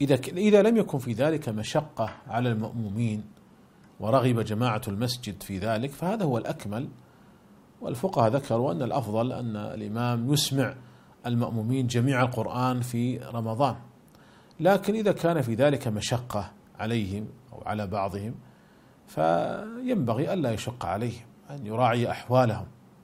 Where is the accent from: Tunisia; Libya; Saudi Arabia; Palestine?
Saudi Arabia; فالشركات المساهمة عندنا في المملكة العربية السعودية ملزمة بدفع الزكوات